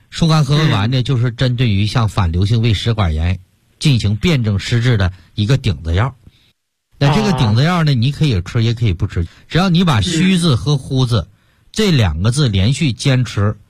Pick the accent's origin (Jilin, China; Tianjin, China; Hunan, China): Jilin, China; Yanbian; 像我们延边人比较爱吃牛肉了